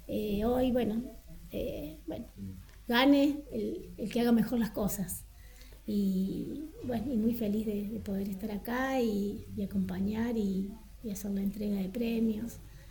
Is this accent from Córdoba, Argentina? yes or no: yes; La Carlota, Córdoba, Argentina; yo soy de La Carlota